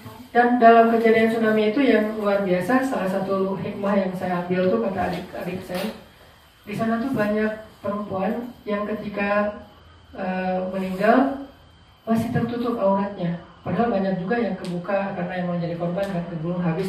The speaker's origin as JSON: {"language": "Indonesian", "region": "Aceh", "country": "Indonesia", "tie": "born or raised there", "said": "ketika terjadi tsunami di kampung saya di Aceh"}